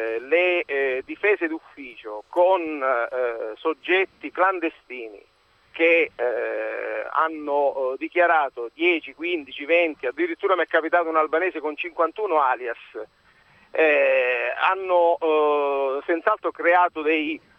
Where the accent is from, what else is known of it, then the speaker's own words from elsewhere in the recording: Reggio Calabria, Calabria, Italy; Sono di Reggio Calabria. Io sono di Reggio Calabria. E questo flusso di persone nella mia città d'origine non c'è, non esiste.